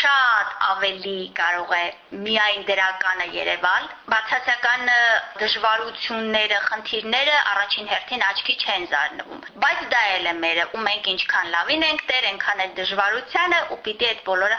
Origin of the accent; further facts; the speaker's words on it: Yerevan, Armenia; ես իհարկե որպես երևանցի իմ կոչումը կրում եմ հպարտությամբ, ես տեր եմ իմ քաղաքին